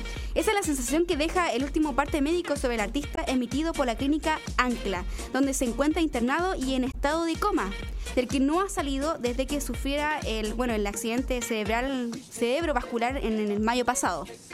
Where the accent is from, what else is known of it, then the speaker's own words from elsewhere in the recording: Chile; los que se mojaron acá somos los chilenos, pues.